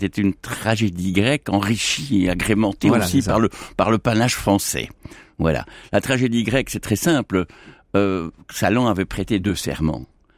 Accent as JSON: {"language": "French", "country": "Belgium", "said": "Mais écoutez, je suis belge."}